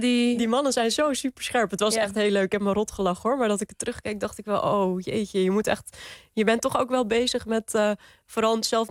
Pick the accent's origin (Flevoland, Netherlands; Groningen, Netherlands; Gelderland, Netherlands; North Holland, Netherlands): North Holland, Netherlands; Dit riet wuifde in de Kalverpolder. En dat is in de Zaanstreek. Daar ben ik opgegroeid.